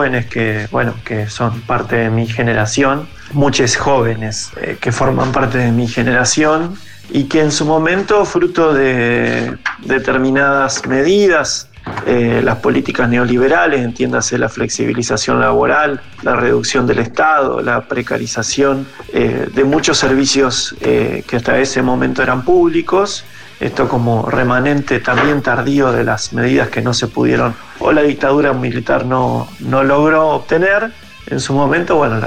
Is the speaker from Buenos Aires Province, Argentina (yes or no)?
yes; Zárate, Buenos Aires Province, Argentina; Soy de Zárate, se puede decir que de la zona norte de la provincia de Buenos Aires.